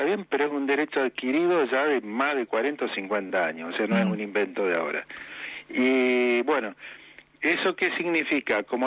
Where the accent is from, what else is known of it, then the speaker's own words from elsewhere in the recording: Patagonia, Argentina; soy de la Patagonia, vivo en Comodoro Rivadavia, Chubut, que se cobra un diferencial por zona también